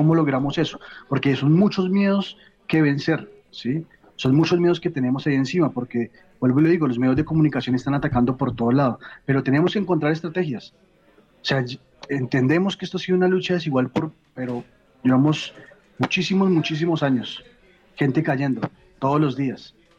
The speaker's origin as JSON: {"language": "Spanish", "country": "Colombia", "said": "Hemos cargado una historia muy grande en los hombros, no solamente como colombianos, sino también como latinoamericanos, ¿no?"}